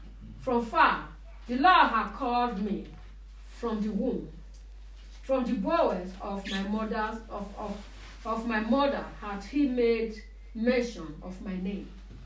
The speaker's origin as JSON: {"language": "English", "country": "Nigeria", "lives_now": "Germany", "said": "You know, since we came from Nigeria."}